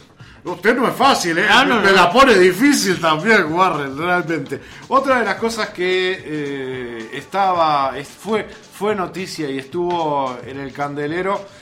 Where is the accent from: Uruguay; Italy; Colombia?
Uruguay; Todo eso que nos dolió, uh-huh, como uruguayos, el no tener la aerolínea de bandera.